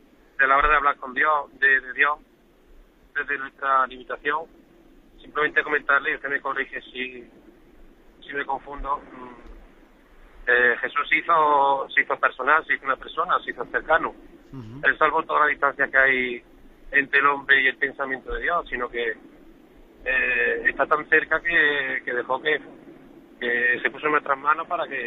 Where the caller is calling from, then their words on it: Córdoba, Andalusia, Spain; de Córdoba.